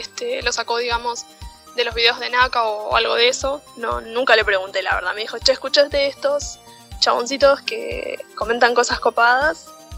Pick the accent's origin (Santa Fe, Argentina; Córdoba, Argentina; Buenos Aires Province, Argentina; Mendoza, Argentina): Buenos Aires Province, Argentina; Soy de Buenos Aires, calculo que lo habrán imaginado cuando les comenté en algún momento que tenía como 2 horas de viaje desde provincia hasta capital.